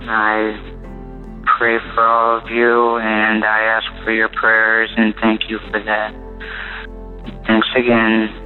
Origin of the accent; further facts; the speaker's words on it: Spokane, Washington, United States; I'm from Spokane, Washington.